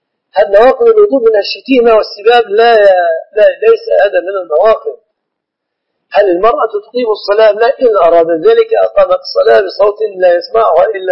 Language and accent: Arabic; Egypt; في الغالب أن الذين يعلقون الطلاق في بلادنا مصر يقصدون به التهديد